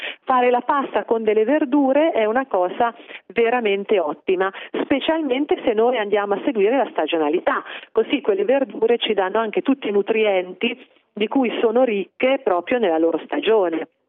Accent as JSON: {"language": "Italian", "region": "Umbria", "country": "Italy", "said": "Io da umbra preferisco la ricetta che ha proposto lo chef."}